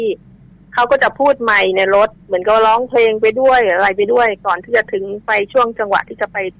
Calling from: Lopburi, Thailand; ที่จังหวัดลพบุรีค่ะ

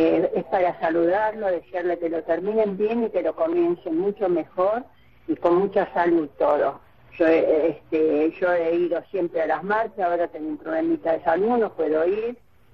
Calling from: Buenos Aires, Argentina; de Villa del Parque.

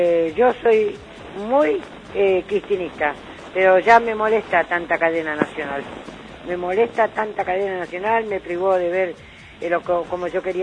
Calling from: Banfield, Buenos Aires Province, Argentina; de Banfield.

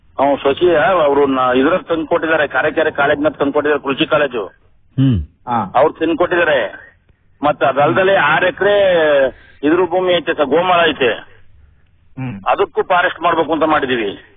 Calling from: Channarayapatna, Karnataka, India; ನುಗ್ಗೇಳಿ ಹೋಬಳಿ Chandrapattana taluk.

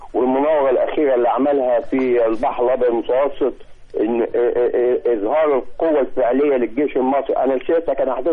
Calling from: Mallawi, Minya Governorate, Egypt; ملاوي المنيا

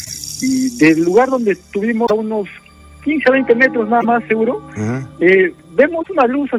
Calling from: Lima, Peru; Acá, Lima Cercado.

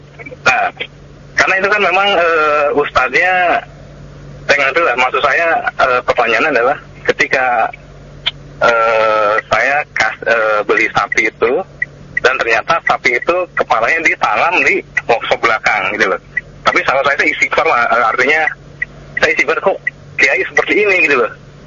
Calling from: Tangerang, Banten, Indonesia; Saya dari … Pak di Citra Raya, Tangerang.

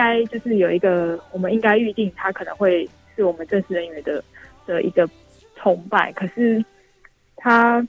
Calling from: Taipei, Taiwan; 我是台北的

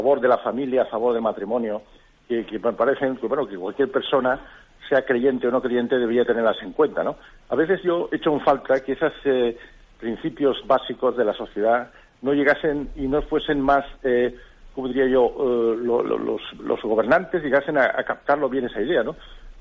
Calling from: Almería, Andalusia, Spain; de Almería.

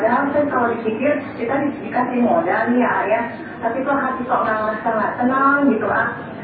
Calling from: Banjarmasin, South Kalimantan, Indonesia; saya dari Banjarmasin nih

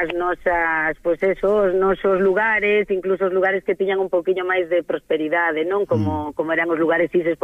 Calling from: Castillón, Galicia, Spain; mando vos saludos a todos desde Castillón, que é a miña aldea en Pantón, a máis bonita do mundo.

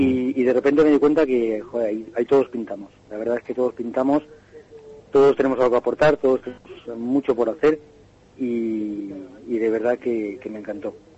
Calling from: Madrid, Community of Madrid, Spain; De Madrid.

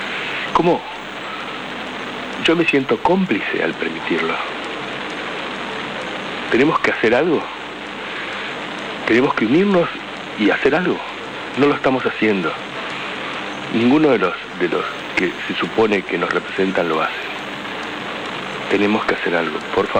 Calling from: Buenos Aires, Argentina; de Pompeya.

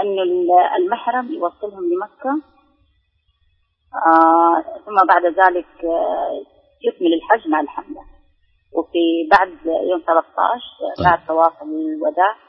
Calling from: Jeddah, Makkah Province, Saudi Arabia

